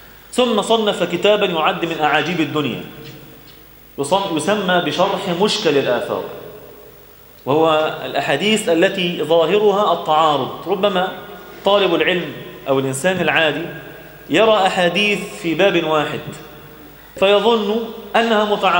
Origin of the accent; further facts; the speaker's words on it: Egypt; إحنا بقى كمصريين